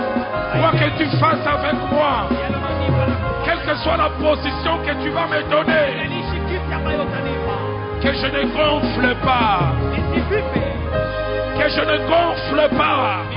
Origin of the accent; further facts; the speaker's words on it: Kinshasa, DR Congo; C'est quand je vais chez moi à Kinshasa.